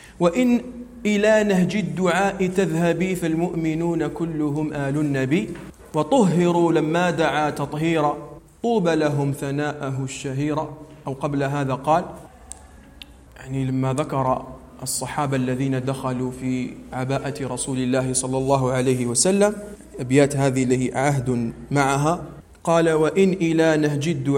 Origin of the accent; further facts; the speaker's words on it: Algeria; عندنا في الجزائر، فنحن في الجزائر لسنا عربا، نحن بربر في الأصل، وأنسابنا منقطعة بسبب الاستدمار الفرنسي.